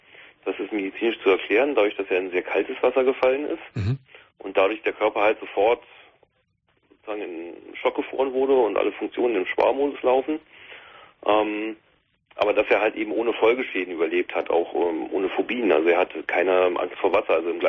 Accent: Berlin, Germany; ich bin eigentlich Berliner

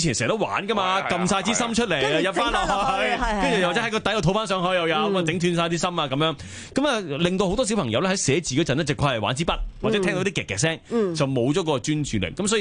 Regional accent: China; 我哋中國人嗰啲字咧，

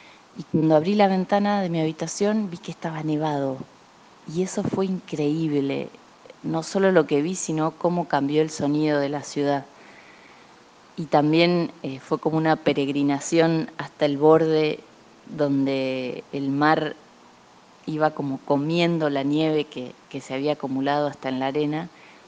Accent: Remedios de Escalada, Buenos Aires Province, Argentina; also born or lived in Mar del Plata; yo llegué a la ciudad de Mar del Plata en el año 1989, cuando mi mamá y mi papá decidieron vivir en esa ciudad y veníamos de Remedios de Escalada a Gran Buenos Aires.

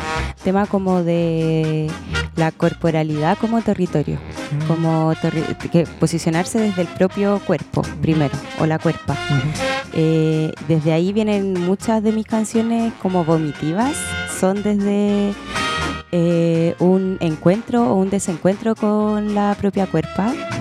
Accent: Viña del Mar, Valparaíso, Chile; Yo, fui nacida y criada en los cerros de Viña. Tengo familiares que, bueno, mis dos ramas por parte de mi mamá vienen de los Andes. Bueno. Y por parte de mi Shao, mi papá, vienen de Villarrica

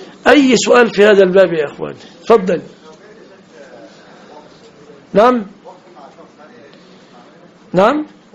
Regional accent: Egypt; لان صداق المرأة تمثل في عفش ومؤخر وشبكة في بلادنا مصر

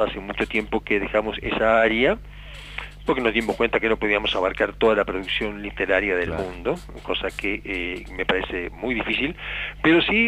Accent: Uruguay; tuve la suerte de encontrarme como uruguayo junto a dos colegas

